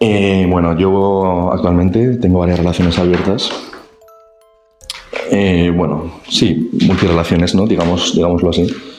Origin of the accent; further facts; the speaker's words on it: Madrid, Community of Madrid, Spain; de Madrid.